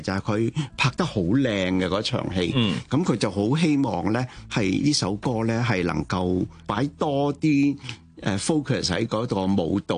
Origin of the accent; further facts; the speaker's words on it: Hong Kong; born there; 我喺香港出世，我就六岁嘅时候翻过乡下一次。